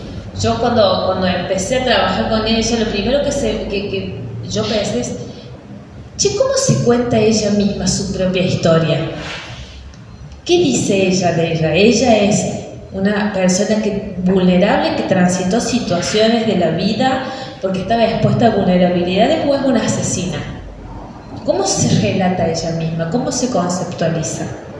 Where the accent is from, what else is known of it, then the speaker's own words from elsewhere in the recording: San Carlos Minas, Córdoba, Argentina; soy de San Carlos Minas, nacida y criada en San Carlos Minas.